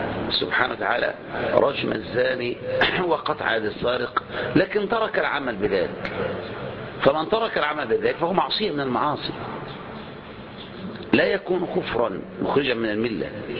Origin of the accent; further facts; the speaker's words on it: Egypt; مثل ما تقول ما نقول نحن هنا عندنا في مصر